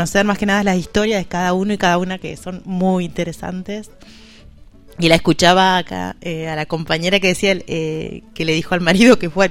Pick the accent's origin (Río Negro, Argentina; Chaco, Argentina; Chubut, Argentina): Río Negro, Argentina; Cipolletti; Bueno, yo vengo de Cipolletti.